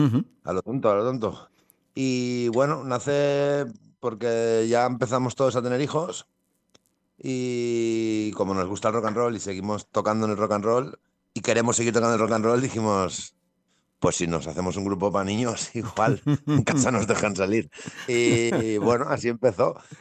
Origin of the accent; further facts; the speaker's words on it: Valencian Community, Spain; first language Valencian; somos de un pueblo de Valencia que somos valenciano parlantes de cuna. Entonces, estamos acostumbrados a hablarnos en valenciano